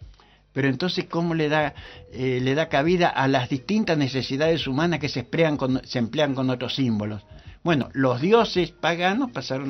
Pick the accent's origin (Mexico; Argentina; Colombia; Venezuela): Argentina; Incluso colectivamente nosotros podemos ver cómo nos unimos nosotros como argentinos con el himno nacional o con la bandera